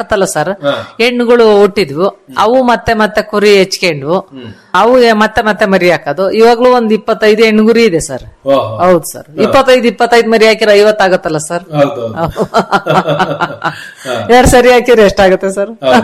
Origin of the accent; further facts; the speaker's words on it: Mangalapura, Karnataka, India; ಅಲ್ಲೇ ಕಟ್ಟೆ ಇದೆ ಸರ್, ಒಂದು ನಮ್ಮೂರಲ್ಲಿ ಮಂಗಳಾಪುರದಲ್ಲಿ, ಆ ಕಟ್ಟೆ ಹತ್ರ ಎಲ್ಲ ಬೇಕಾದಷ್ಟು ಮೇವು ಇರುತ್ತೆ ಸರ್.